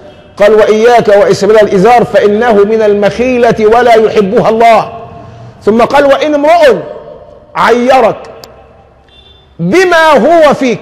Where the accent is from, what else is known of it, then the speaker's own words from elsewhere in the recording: Egypt; وحتى عندنا كمصريين دمنا خفيف قوي